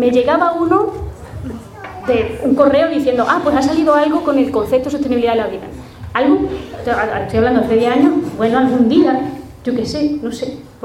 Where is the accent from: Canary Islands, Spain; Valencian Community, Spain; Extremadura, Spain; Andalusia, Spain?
Extremadura, Spain; Garbayuela; yo soy de pueblo, soy de Garbayuela